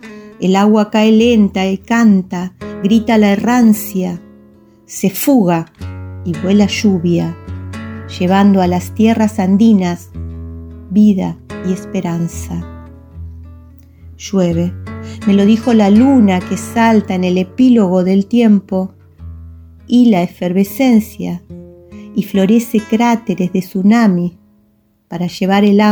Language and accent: Spanish; Allen, Río Negro, Argentina; soy poeta de Allen, Río Negro.